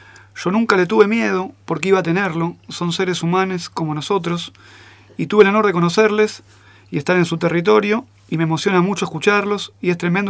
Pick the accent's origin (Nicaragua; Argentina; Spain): Argentina; Buenos Aires; Cuando era piba vivía en Buenos Aires y me daban miedo las villas.